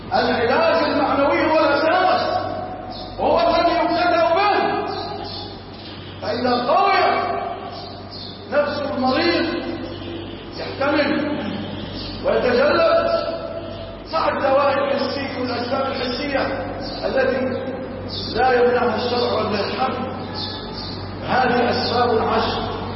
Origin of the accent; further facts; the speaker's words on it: Egypt; اللهم اجعل بلادنا مصر وسائر بلاد